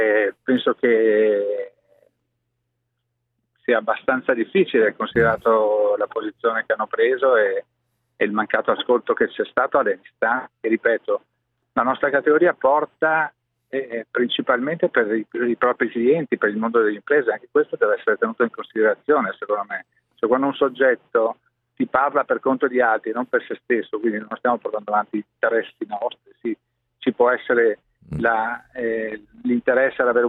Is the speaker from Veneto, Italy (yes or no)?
yes; Venice, Veneto, Italy; Io sono veneziano, Venezia è una città che vive il turismo.